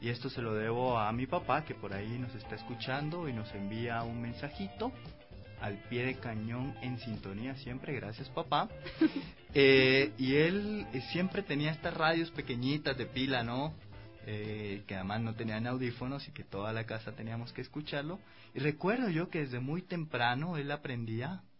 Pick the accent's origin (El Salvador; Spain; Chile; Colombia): Colombia; Cartagena, Bolívar; now in Ecuador; la champeta, que es un ritmo musical propio de Cartagena, que es el lugar de donde soy.